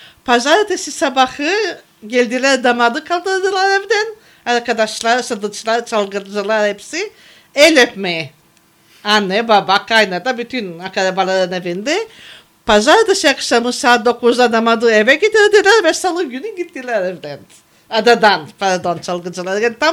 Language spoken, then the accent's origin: Turkish; Bozcaada, Çanakkale, Turkey; 1944 yılında 13 Temmuz Bozcaada'da dünyaya geldim.